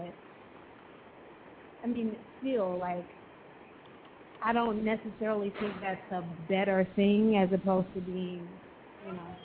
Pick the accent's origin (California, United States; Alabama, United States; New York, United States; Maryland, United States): Alabama, United States; Growing up, like I grew up in Alabama, so of course that's the South.